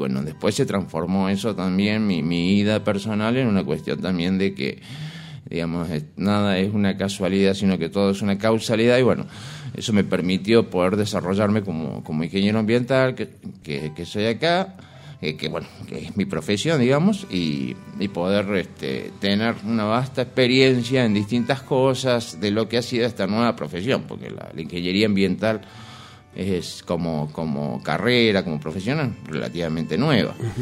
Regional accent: Córdoba, Argentina; Nosotros originariamente somos de Córdoba. Y bueno, las cosas de la vida también en la historia familiar nos trajo para acá.

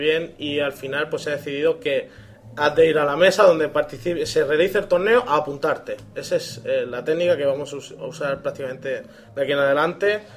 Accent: Region of Murcia, Spain; Nosotros somos de Murcia

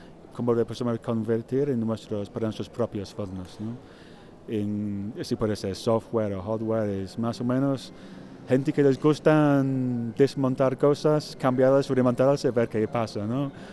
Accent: England, United Kingdom; Spanish is a second language; now in Spain; soy artista inglés, pero llevo 8 años en España.

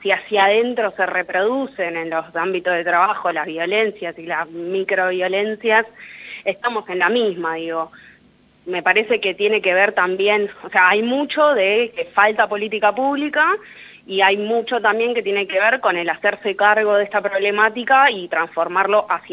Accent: San Martín, Buenos Aires Province, Argentina; acá en Zorzal Diario somos de San Martín, de la provincia de Buenos Aires

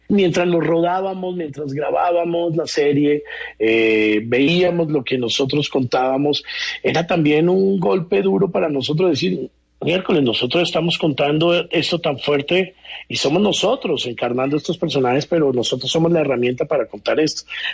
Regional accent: Mexico; now in Barranquilla, Colombia

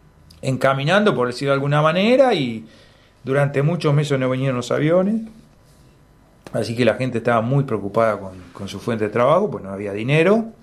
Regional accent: Patagonia, Argentina; más de lo que somos como patagónicos, ¿no?

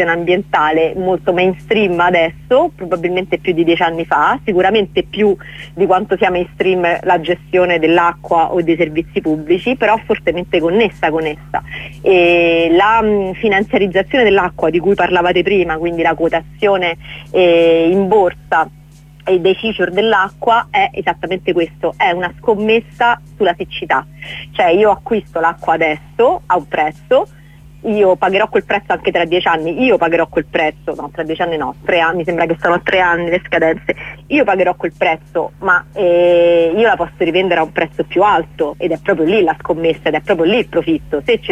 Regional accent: Rome, Lazio, Italy; parlo da romana e nella città di Roma

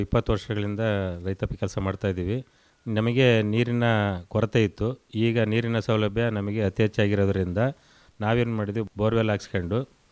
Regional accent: Byadarahalli, Karnataka, India; ನಾವು ನಮ್ಮೂರಿಂದನೇ 12 ಕಿಲೋಮೀಟರ್ ಆಯ್ತು ಹಿರಿಯೂರು.

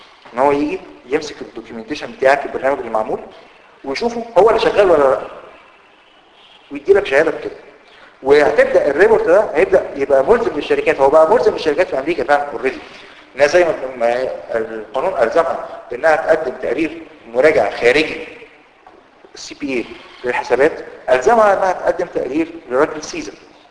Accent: Egypt; لو جات لك شركه يعني بتحصل عندنا في مصر الموضوع ده وعملوا مشكله كبيره قوي

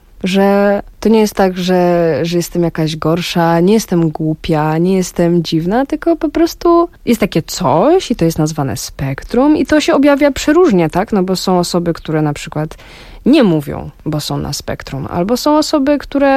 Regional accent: Nicosia, Cyprus; Pierwsze parę lat spędziłam w stolicy, więc tam dość tak, no, typowo śródziemnomorsko.

